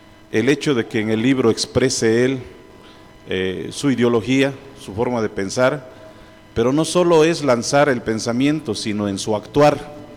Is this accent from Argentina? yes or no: no; Totontepec, Oaxaca, Mexico; en mi pueblo Totontepec, los hombres somos callados, no cantamos las alabanzas, son las mujeres las que cantan muy fuerte.